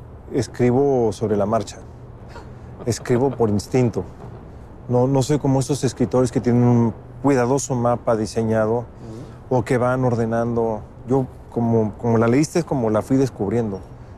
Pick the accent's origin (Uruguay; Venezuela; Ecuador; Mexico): Mexico; Triste en mi país es que la corrupción y la impunidad que retrata la novela sigan sigan ahí empapando el sistema político y social de México.